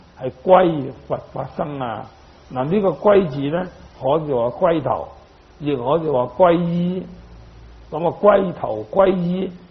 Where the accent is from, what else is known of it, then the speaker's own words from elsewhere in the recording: Guangdong, China; 那我们广东人有句话，广东就有三宝